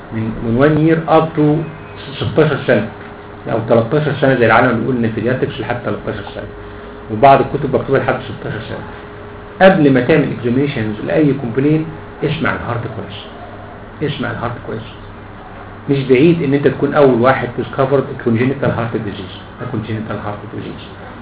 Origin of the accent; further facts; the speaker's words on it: Egypt; ده السيستمز اللي ماشي عندنا في مصر في كل العالم في كل الجمهوريه